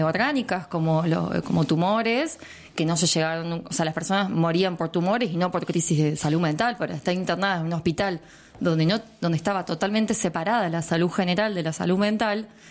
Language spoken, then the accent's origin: Spanish; Villa Mercedes, San Luis, Argentina; Yo me acuerdo cuando era chica que en Villa Mercedes estaba la loca del barrio.